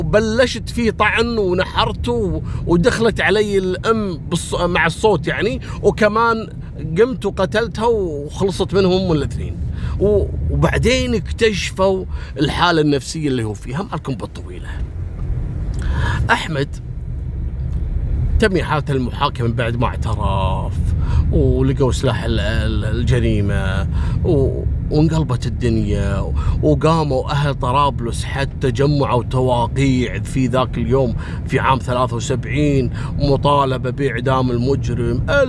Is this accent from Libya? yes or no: no; Kuwait; إحنا عندنا في الكويت نسميه السكوتي لوتي